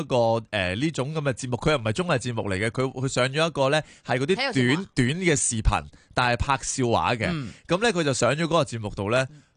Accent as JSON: {"language": "Cantonese", "country": "Hong Kong"}